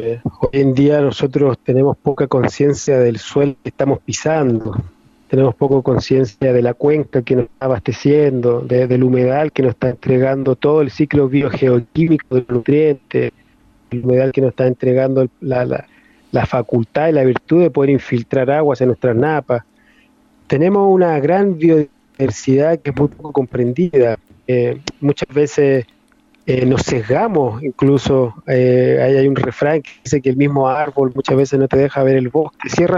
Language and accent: Spanish; northern Chile, Chile; Soy chileno, oriundo de tierras nortinas, de tierras desérticas de Chile.